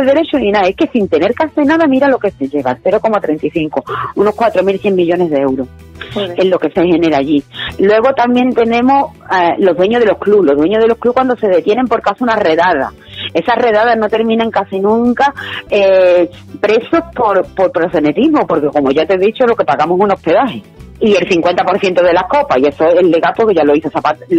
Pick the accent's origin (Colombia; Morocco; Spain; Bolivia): Spain; yo como soy española, a mí no me pueden estar obligando a ejercer la prostitución.